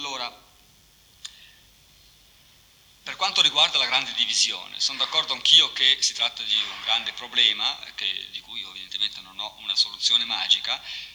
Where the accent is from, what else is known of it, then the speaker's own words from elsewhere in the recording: Switzerland; Io forse parlo così anche da svizzero, cioè in un contesto sociale come da noi